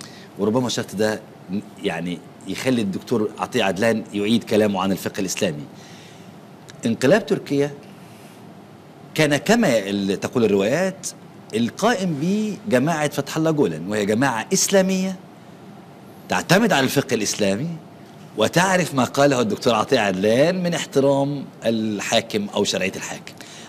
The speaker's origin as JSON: {"language": "Arabic", "country": "Egypt", "said": "مش جيش يعني زي عندنا في مصر هو بس مصري هنا"}